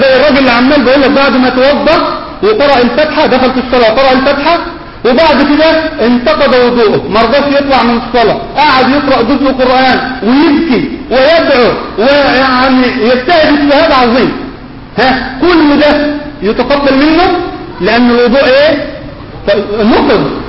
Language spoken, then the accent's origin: Arabic; Mansoura, Dakahlia, Egypt; عندنا في المنصورة في الدقهلية